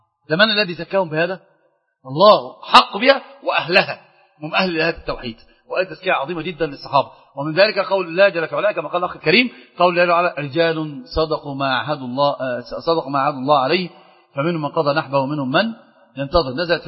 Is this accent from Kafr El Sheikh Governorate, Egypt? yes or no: no; Sohag Governorate, Egypt; انا من سوهاج اخويا. من الزوك الغربية. المنيا ايه؟ والله ما شفتها يا شيخ والله. لكن انا اعرف ان انا من سوهاج